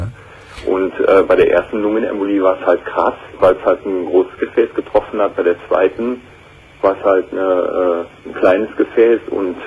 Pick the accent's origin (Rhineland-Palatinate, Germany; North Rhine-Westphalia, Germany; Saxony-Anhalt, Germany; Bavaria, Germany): North Rhine-Westphalia, Germany; Aachen; also ich komme aus der Region von Aachen, ich